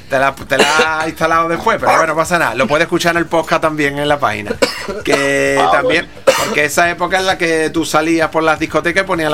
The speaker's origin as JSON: {"language": "Spanish", "town": "Cádiz", "region": "Andalusia", "country": "Spain", "said": "Yo es que soy de Cádiz"}